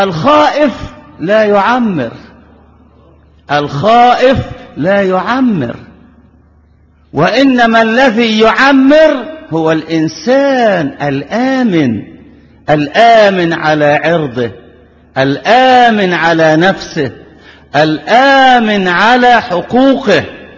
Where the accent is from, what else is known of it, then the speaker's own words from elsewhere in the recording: Egypt; ونحن أبناء مصر كلنا كما قلت تقلنا أرض واحدة